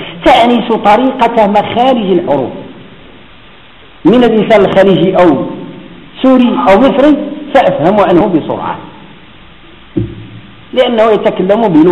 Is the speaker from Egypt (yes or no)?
no; Morocco; والنساء عندنا في المغرب يفهموا المصرية أكثر من المصرية